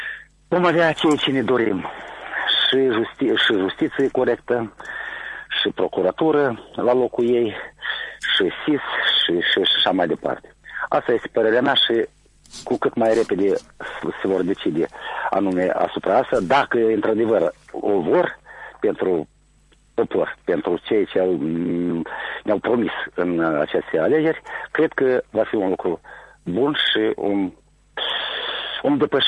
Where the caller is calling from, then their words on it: Căușeni, Căușeni District, Moldova; de la Căușeni.